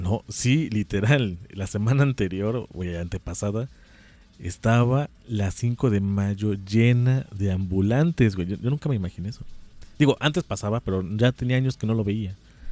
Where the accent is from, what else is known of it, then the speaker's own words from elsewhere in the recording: San Gregorio Zacapexpan, Puebla, Mexico; No, en serio, soy de San Gregorio Zacapexpan, que está allá rumbo al Popocatépetl.